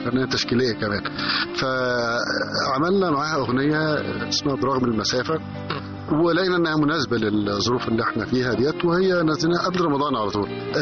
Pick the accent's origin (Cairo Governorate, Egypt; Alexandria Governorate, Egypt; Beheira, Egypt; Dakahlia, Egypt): Alexandria Governorate, Egypt; Alexandria; هو إحنا فعلا اسكندرانية، وكلنا يعني اتجمعنا قبل 2005 بسنين طويلة كمان